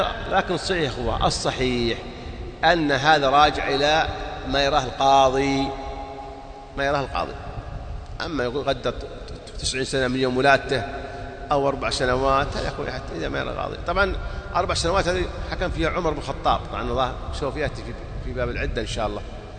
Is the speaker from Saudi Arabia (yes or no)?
yes; Saudi Arabia; يوزعون الإفتاء عندنا في السعودية